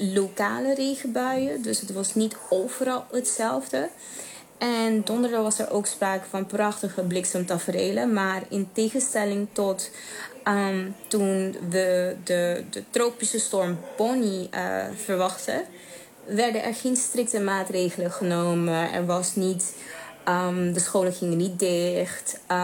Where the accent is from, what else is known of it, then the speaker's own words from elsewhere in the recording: Aruba; also born or lived in Netherlands; Want toen ik in Nederland woonde, was het altijd wel de vraag. Want als men me vroeg waar ik vandaan kwam en ik zei Aruba